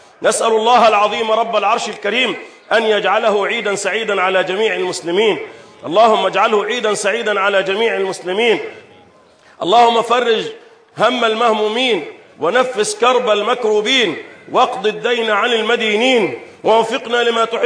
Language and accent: Arabic; Egypt; اللهم احفظ بلدنا مصر